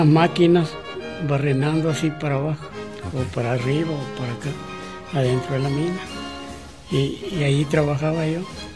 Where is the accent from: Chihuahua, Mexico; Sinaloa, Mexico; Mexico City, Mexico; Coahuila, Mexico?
Chihuahua, Mexico; Lluvia de Oro; born there; Yo nací en Lluvia de Oro, Chihuahua.